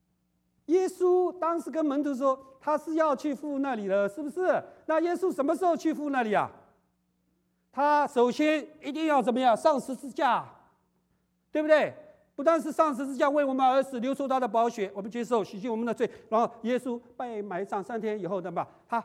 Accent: China; 我们中国人常常会不会犯这样的错误？

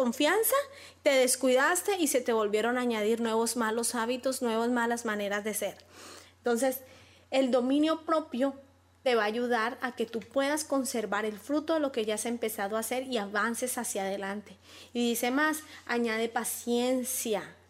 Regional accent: Colombia; Yo como colombiana, hasta cuenta chistes hay de esos

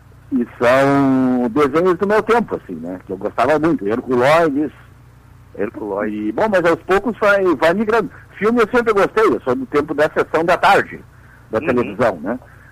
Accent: Porto Alegre, Rio Grande do Sul, Brazil; Sim, eu sou aqui de Porto Alegre, né?

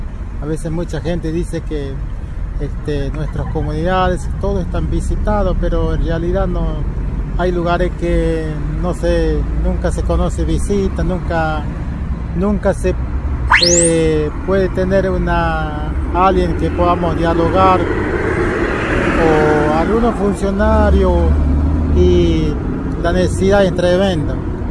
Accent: Formosa, Argentina; Yo soy uno de los referentes de la raza Huichí. Soy de Formosa, soy del oeste de Formosa. Vivo en los lugares Los Chiriguanos, Departamento Bermejo, Colonia El Silencio, El Aibal Silencio, jurisdicción Chiriguano.

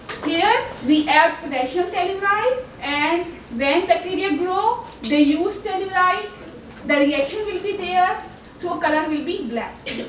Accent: Pakistan; She was thinking maybe I am Irani, I can speak Arabic, but she does not know that I am Pakistani.

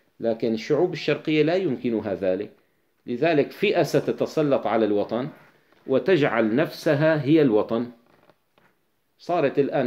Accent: Damascus, Damascus Governorate, Syria; طيب أنا كدمشقي، البيروتي أقرب إلي من الحمصي، أقرب بكثير

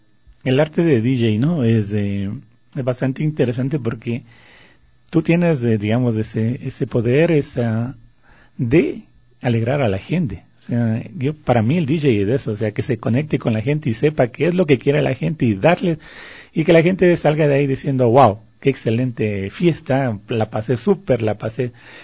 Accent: Ecuador; a la mayoría de gente nos gusta porque somos ecuatorianos, porque lo llevamos en el corazón esa música

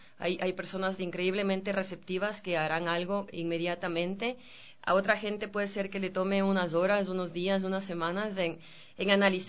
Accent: Ecuador; he sido capaz de convencer a estos directores que me los dejaran mostrar en mi país.

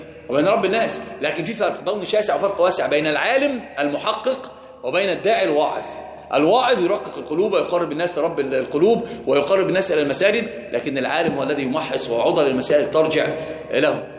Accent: Upper Egypt, Egypt; عندنا في الصعيد بيقسم بالبخاري على أنه قرآن،

